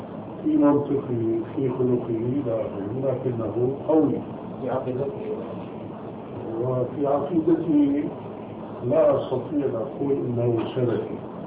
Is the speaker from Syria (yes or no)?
yes; Syria; now in Amman, Jordan; وسوري مثلي